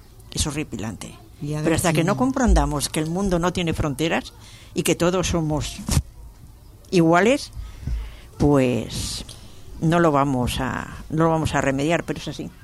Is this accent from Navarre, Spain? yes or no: no; Barcelona, Catalonia, Spain; born there; Yo soy catalana, ¿eh? Nací en Barcelona.